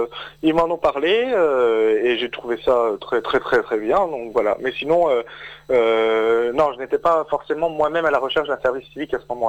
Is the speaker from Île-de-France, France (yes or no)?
no; Épinal, Grand Est, France; also born or lived in Mirecourt; je suis originaire des Vosges à la base, oui, de la plaine. Je suis né à Épinal à la base, et j'ai fait mes études après. Enfin, j'ai fait mon lycée à Mirecourt, déjà en option théâtre, et après, seulement après, j'ai rejoint Nancy, oui.